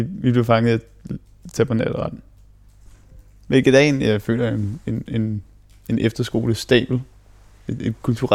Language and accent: Danish; Esbjerg, Region of Southern Denmark, Denmark; born there; also born or lived in Qatar; jeg blev født i Esbjerg i det herrens år 1994. Og så flyttede jeg med min familie, med mine forældre selvfølgelig. Det er ikke noget, man gør selv som 3-årig. Jeg flyttede til Katar, hvor vi boede i halvandet 2 år